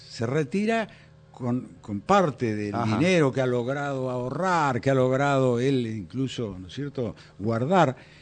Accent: La Pampa, Argentina; en mi provincia, yo soy oriundo de La Pampa

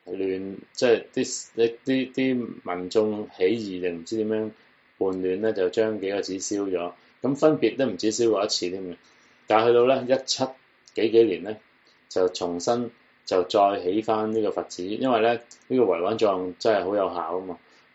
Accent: Hong Kong; born there; 咁試問我哋喺香港出世嘅，我哋喺港英出世嘅人

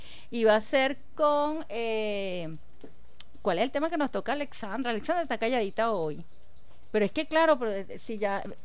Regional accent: Venezuela; Y entonces ahora es sentir ese orgullo, soy venezolano

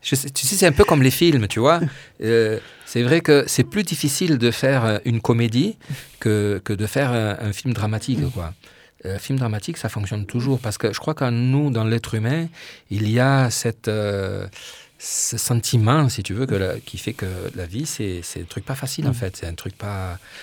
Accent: France; j'ai voulu revenir vivre en France parce que je suis français, je sens français

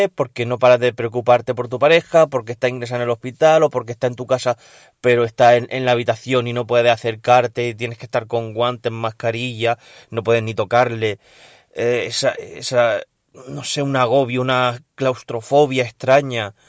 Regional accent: Region of Murcia, Spain; vuestro murciano favorito.

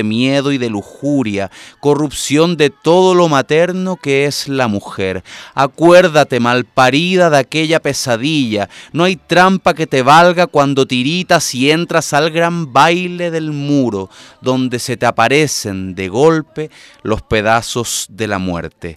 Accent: Chile; somos dos chilenos que estamos en este momento delante del micrófono o atrás del micrófono

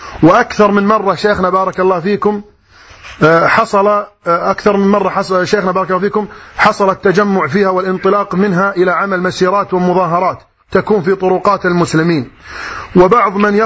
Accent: Kuwait; عندنا في الكويت

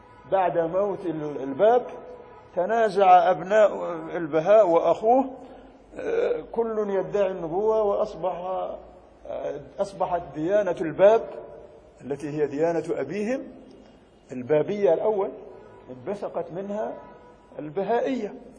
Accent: Egypt; عندنا في مصر

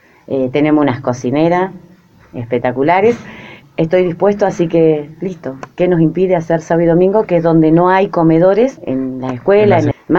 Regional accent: Azul, Buenos Aires Province, Argentina; yo soy de Azul, pero mi esposo es de La Prida. Mis hijos son lapridense

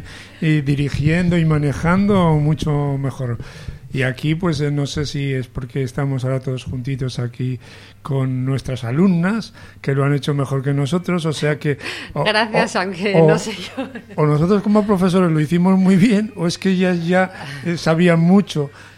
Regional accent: Burgos, Castile and León, Spain; born there; moved away as an adult; also born or lived in Barcelona; los que no somos catalanes. Yo nací en Burgos y he vivido en Barcelona 35 años

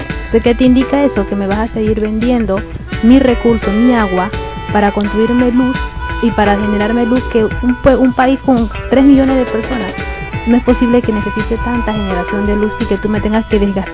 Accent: Panama; Y somos nacionales, somos panameños, y le están entregando nuestros recursos a otras personas.

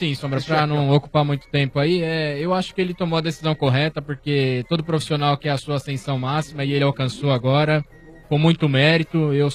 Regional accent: Brazil; como brasileiro a gente torce aí pra que dê certo

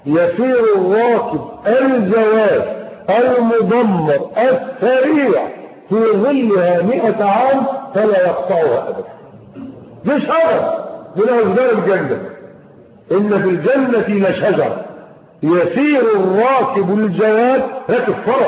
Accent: Egypt; يعني احنا عندنا في مصر هنا بيطلعوا تماثيل ذهبيه

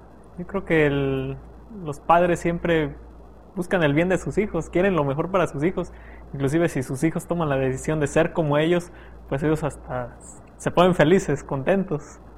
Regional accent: San Luis Potosí, Mexico; soy estudiante de la Facultad de Teología y soy de San Luis Potosí.

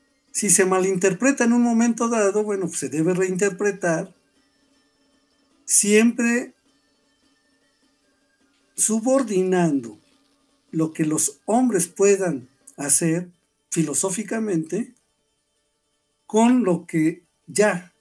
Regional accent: Mexico; Somos mexicanos

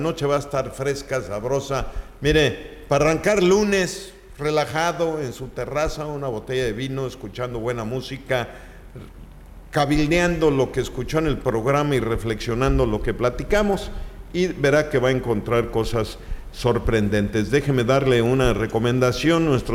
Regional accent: Chicxulub Puerto, Yucatán, Mexico; Miren nomás, Chicxulub, pues es mi tierra.

